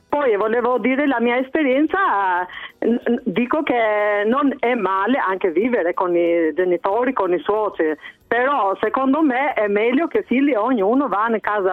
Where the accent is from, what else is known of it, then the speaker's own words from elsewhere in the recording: Albania; Io sono albanese, però da noi era sempre da tradizione che l'ultimo figlio più giovane stava sempre con i genitori.